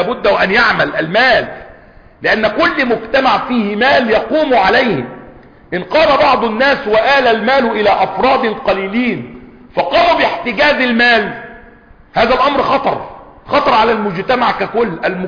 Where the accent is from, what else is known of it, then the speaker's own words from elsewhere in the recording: Egypt; عندنا في مصر سفهاء